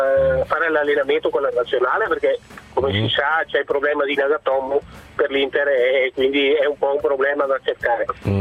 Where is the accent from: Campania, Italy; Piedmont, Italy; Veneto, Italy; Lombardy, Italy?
Veneto, Italy; Treviso; reclutati qui in Veneto, io sono di Treviso